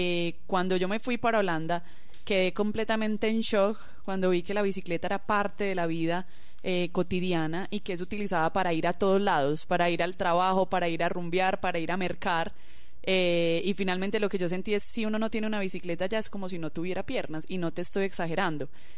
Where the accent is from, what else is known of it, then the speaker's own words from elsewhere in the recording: Antioquia, Colombia; nosotros somos muy orgullosos de los proyectos que hacemos como paisas